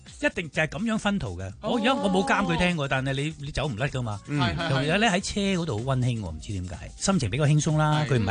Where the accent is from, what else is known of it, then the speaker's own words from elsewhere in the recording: Guangdong, China; 呢啲就系我哋广东人最 hit